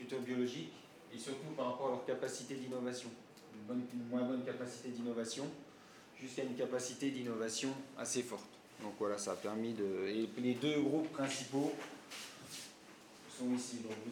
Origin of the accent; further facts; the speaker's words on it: Normandy, France; chez nous en Normandie